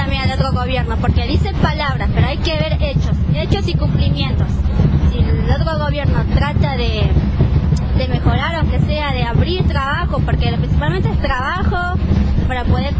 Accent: Florencio Varela, Buenos Aires Province, Argentina; Bueno, nosotros somos de Florencia Varela, vivimos allá en Las Quintas.

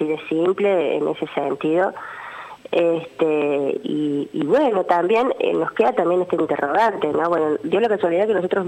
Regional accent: Cosquín, Córdoba, Argentina; voy a hablar particularmente de Cosquín, porque yo soy de Cosquín.

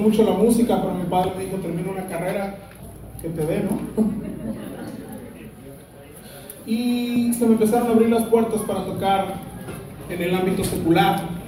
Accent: Mexico; Soy mexicano.

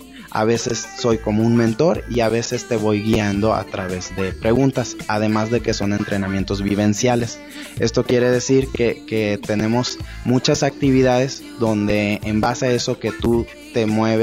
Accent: Irapuato, Guanajuato, Mexico; Yo soy originario de Irapuato

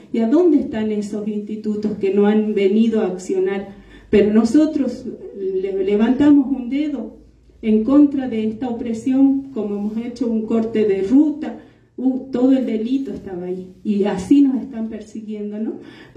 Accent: Abrapampa, Jujuy, Argentina; yo vengo de Abrapampa y sigue el corte de ruta ahí, seguimos resistiendo

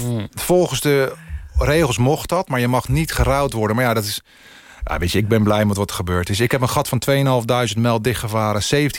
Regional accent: Netherlands; En laten zien dat wij als Nederlanders zijnde echt wel wat kunnen.

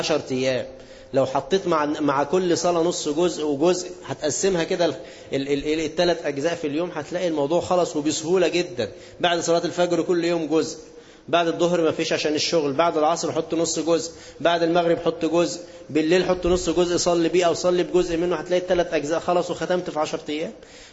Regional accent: Egypt; أيام الإنجليز ما كانوا عندنا في مصر

